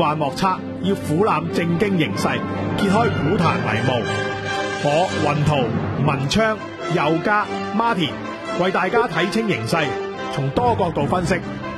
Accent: Hong Kong; 其實我哋香港人亦都一樣嘅，

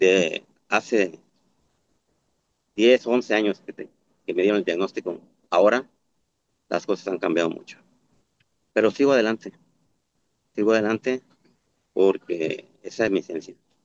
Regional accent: Tepic, Nayarit, Mexico; Soy orgullosamente de Tepic, Nayarit

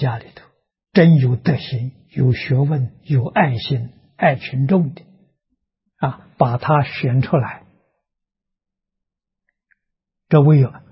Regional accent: China; 我们中国人讲虚岁啊，80岁

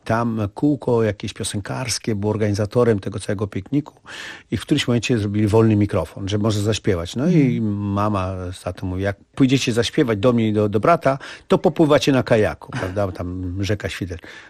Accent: Warsaw, Masovian Voivodeship, Poland; Wychowałem się na Powiślu w fajnych warunkach

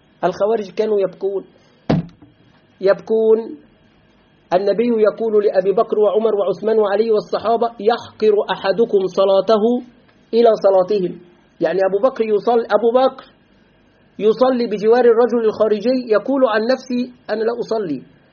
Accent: Egypt; في بلدنا مصر كثير من طلاب العلم يقعون في هذا

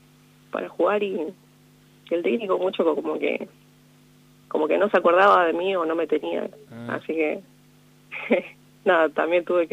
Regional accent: La Maruja, La Pampa, Argentina; also born or lived in Córdoba; Soy de La Maruja.

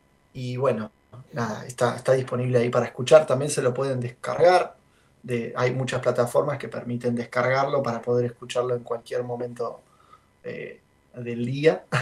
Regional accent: Buenos Aires, Argentina; now in Luján, Argentina; Vivo en la ciudad de Luján, estamos ni muy cerca ni muy lejos de Cava. Yo soy nativo, de hecho, de Capital.

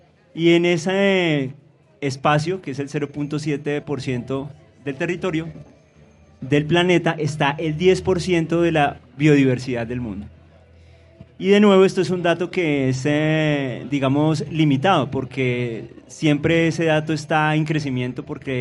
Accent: Colombia; O sea que como colombianos, por el hecho de vivir en el país

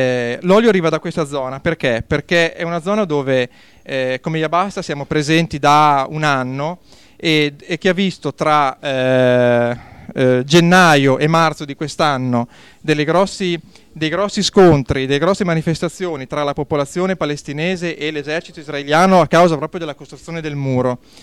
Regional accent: Bologna, Emilia-Romagna, Italy; dell'associazione Iabasta, vengo da Bologna.

